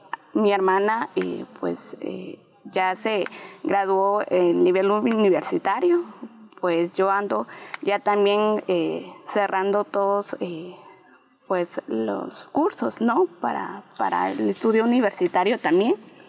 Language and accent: Spanish; Patzún, Chimaltenango, Guatemala; vengo de un municipio llamado Patzún Chimaltenango, Patzún, en Guatemala. Pues la familia donde vengo es una familia pues campesina más que todo